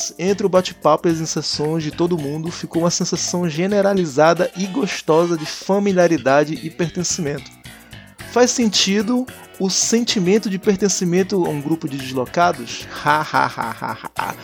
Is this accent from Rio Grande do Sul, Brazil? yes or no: no; Manaus, Amazonas, Brazil; now in Salvador, Brazil; eu contando a minha história quando eu saí de Manaus e vim pra Salvador